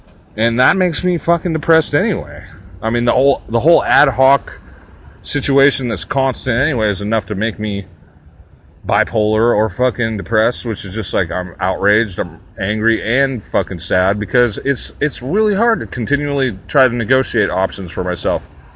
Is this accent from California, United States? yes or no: yes; Santa Cruz, California, United States; or I'll just go home to my hometown, because I'm kind of missing Santa Cruz right now.